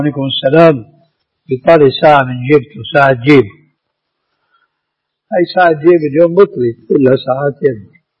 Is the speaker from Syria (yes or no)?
yes; Syria; عندنا بالشام